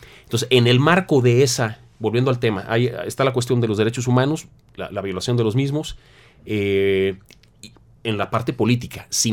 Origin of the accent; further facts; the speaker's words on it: Tamaulipas, Mexico; Yo soy de Tamaulipas, les puedo hablar de esto con datos casi personales.